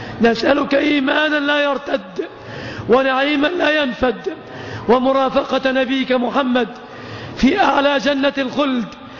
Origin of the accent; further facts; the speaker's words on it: Egypt; اللهم يا ربنا احفظ بلادنا مصر وبلاد